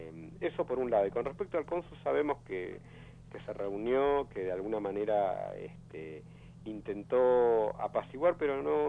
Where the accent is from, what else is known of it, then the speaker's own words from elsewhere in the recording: Buenos Aires, Argentina; born there; del barrio donde yo nací, justamente de Charrúa